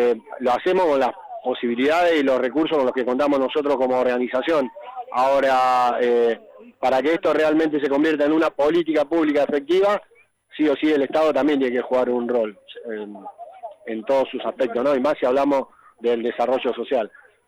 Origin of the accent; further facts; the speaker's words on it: Argentina; es una vergüenza que como argentino tengamos que estar hablando de hambre.